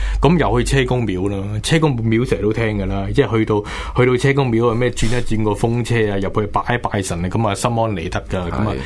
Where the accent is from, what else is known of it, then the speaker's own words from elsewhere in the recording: Hong Kong; 咁唔好话我哋香港人啦